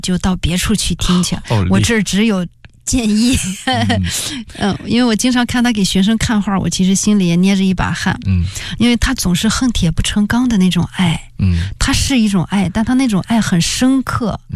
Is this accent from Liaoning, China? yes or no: no; Datong, Shanxi, China; 我呢就是分配回了我的家乡大同大学做老师啊